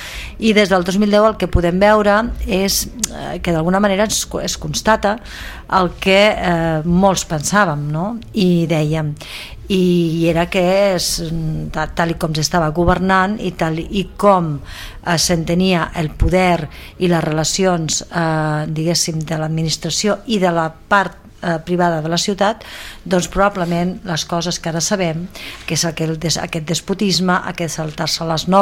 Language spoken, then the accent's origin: Catalan; Sabadell, Catalonia, Spain; perquè com a sabadellenca, suposo que tots nosaltres i sabadellencs no ens agrada la imatge que la ciutat doncs, està tenint